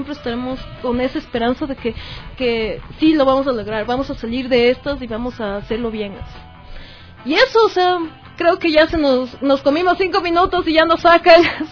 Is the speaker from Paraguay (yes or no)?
no; Ecuador; es un momento para todos unirnos como ecuatorianos y ayudar